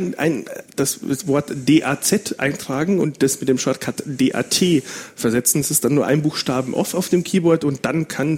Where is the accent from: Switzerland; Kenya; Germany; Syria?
Germany; Bavaria; accent: Bavarian; aber eigentlich bin ich ja Bayer und das hört man natürlich